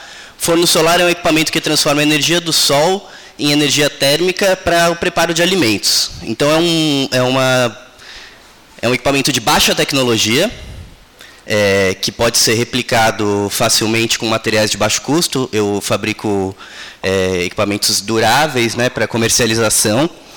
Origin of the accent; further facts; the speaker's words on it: Ubatuba, São Paulo, Brazil; Eu fui criado em Ubatuba, minha infância, mas depois fui morar para fora e agora a gente está de volta em Ubatuba desde dezembro